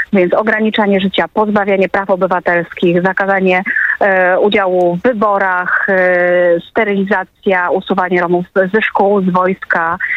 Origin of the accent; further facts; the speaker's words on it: Oświęcim, Lesser Poland, Poland; born there; Ja się urodziłam w Oświęcimiu. Około 3 kilometry od miejsca pamięci, którym się jest Muzeum Auschwitz.